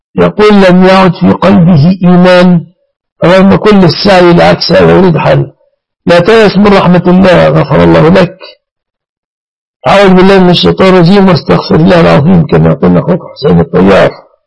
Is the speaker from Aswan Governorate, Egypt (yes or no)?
no; Mansoura, Dakahlia, Egypt; أنا من المنصورة يا سائلي، قرية جنب المنصورة.